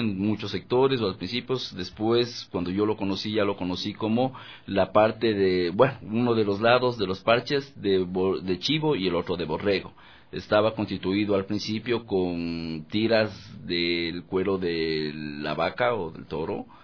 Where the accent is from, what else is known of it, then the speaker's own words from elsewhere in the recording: La Carolina, Imbabura, Ecuador; also born or lived in Ibarra; Esto es la parroquia La Carolina, provincia de Imbabura. Ahí inicié yo, ¿no? A pesar de que yo nací en Ibarra, pero crecí parte de mi niñez y juventud, de mi adolescencia, en el pueblito, en el caserío del Milagro.